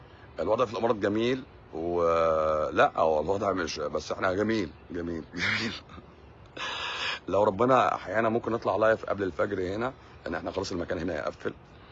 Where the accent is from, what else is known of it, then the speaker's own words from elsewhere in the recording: Egypt; اللي عندنا في مصر